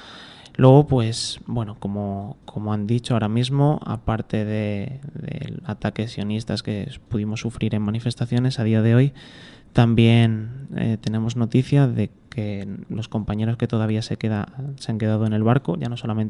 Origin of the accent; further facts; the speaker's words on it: Spain; soy ciudadano del Estado español